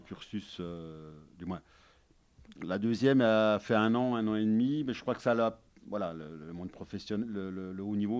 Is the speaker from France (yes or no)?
yes; south of France, France; comme je suis d'origine du Sud